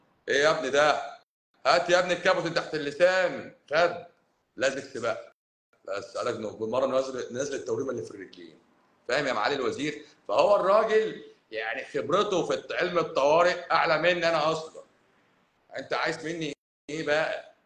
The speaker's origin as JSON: {"language": "Arabic", "town": "Cairo", "region": "Cairo Governorate", "country": "Egypt", "said": "بس انا مش اسكندراني، انا قهرواني، انا من القاهره، انا من القاهره، يعني ما بين الجيزه والقاهره"}